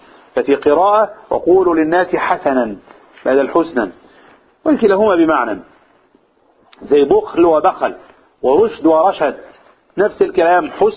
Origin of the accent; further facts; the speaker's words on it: Egypt; في عرفنا كمصريين ايه الطريقة الحسنة اللي نقابل بها الناس